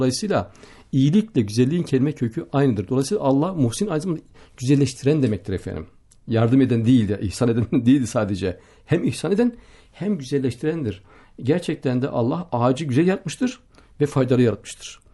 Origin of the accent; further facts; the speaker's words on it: Gaziantep, Turkey; Köyümde Gaziantep'te memleketim.